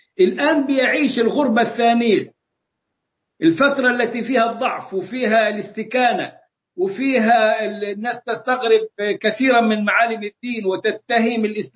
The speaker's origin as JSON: {"language": "Arabic", "country": "Egypt", "accent": "Egyptian", "said": "نرحرح زي ما بنقول كده في لهجتنا المصرية"}